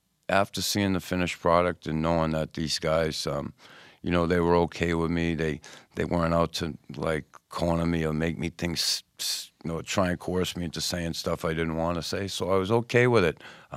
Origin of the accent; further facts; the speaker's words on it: Boston, Massachusetts, United States; my whole life growing up in Boston, where I grew up in the neighborhood, and during hockey, I always had to have the armor on.